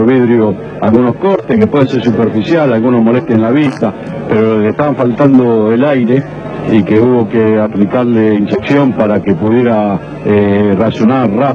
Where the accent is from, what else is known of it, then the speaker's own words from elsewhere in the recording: Argentina; como argentino dirigente de fútbol me avergüenzo